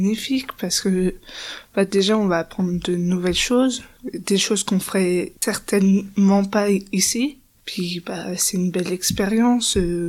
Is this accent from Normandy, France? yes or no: yes; Normandy, France; now in Vosges, France; je suis née en Normandie, du coup, on était plus à rester sur le bord de mer et tout. Puis du coup, à un moment, on a tout abandonné, on est venu dans les Vosges